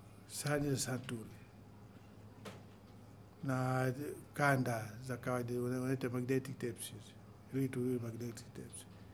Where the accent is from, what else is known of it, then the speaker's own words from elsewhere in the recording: Masasi, Mtwara, Tanzania; born there; ni mzaliwa wa wilaya Masasi, kwa ni Mtwara.